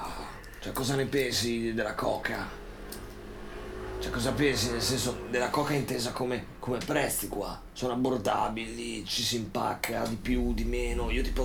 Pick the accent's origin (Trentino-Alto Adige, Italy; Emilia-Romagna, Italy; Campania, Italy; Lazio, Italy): Emilia-Romagna, Italy; Bologna; io amo Bologna, la mia città, noi siamo bolognesi